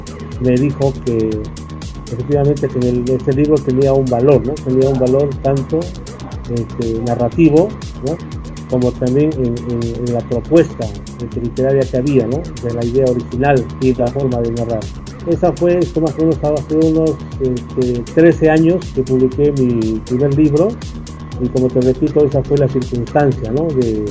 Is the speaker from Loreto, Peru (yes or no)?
no; Cajamarca, Peru; yo nací y radico en Cajamarca. Soy de las personas que es muy difícil de moverse.